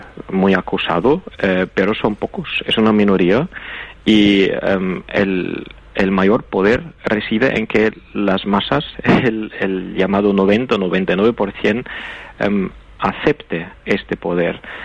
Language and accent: Spanish; Austria; el rechazo del sistema actual es igual de grande en mi país, en Austria